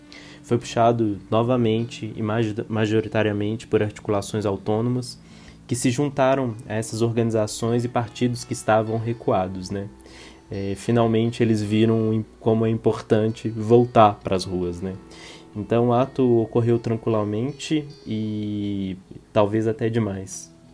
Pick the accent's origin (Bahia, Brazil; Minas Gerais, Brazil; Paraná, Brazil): Minas Gerais, Brazil; Belo Horizonte; Eu sou de Belo Horizonte, participo da Casa Invisível e da Frente Antifascista de Belo Horizonte.